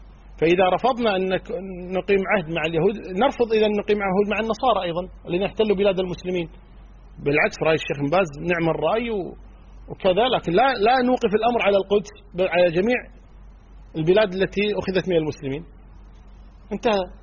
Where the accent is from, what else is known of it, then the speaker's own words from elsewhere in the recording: Kuwait; انا صح مو سعودي انا كويتي